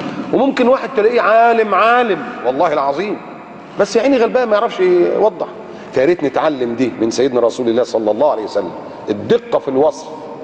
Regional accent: Egypt; نحن كمصريين

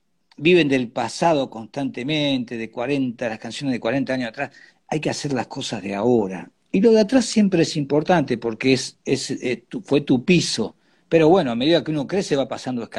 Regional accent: Argentina; porque todos somos argentinos, ¿no?

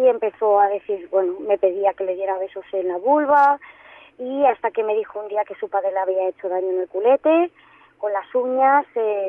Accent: Barcelona, Catalonia, Spain; yo soy de Barcelona, me derivan a un hospital en Barcelona

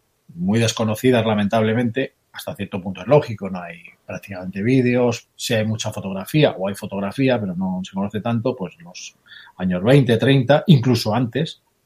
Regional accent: Seattle, Washington, United States; yo soy de Seattle

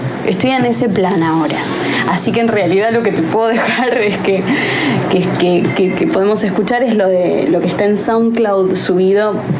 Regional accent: Buenos Aires, Argentina; soy de acá, de Capital, y del barrio de Caballito

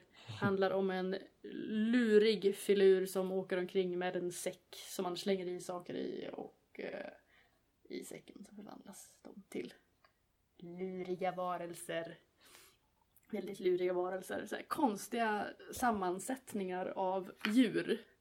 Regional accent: Norrland, Sweden; accent: Norrland; Och så kan man lägga sig till mitt norrländska.

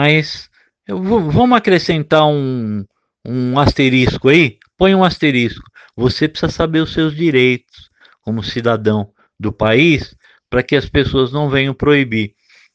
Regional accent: São Paulo, Brazil; eu queria morar no interior e numa cidade tranquila, depois de ter nascido e crescido em São Paulo

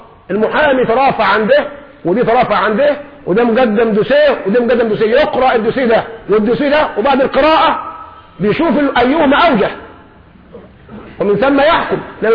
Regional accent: Egypt; لذلك نحن كشعب مصري شعب طيب،

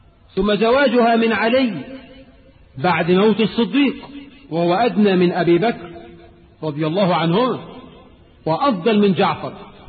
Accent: Egypt; وإحنا عندنا في مصر إلى وقت قريب

